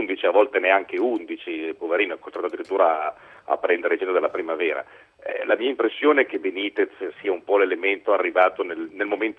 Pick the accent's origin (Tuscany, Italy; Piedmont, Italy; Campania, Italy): Piedmont, Italy; visto che noi due siamo piemontesi